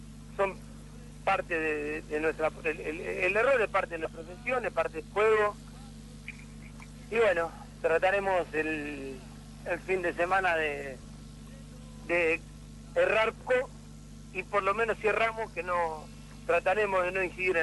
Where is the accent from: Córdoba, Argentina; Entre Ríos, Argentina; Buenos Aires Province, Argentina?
Buenos Aires Province, Argentina; Santos Lugares; born there; Nací en Santos Lugares.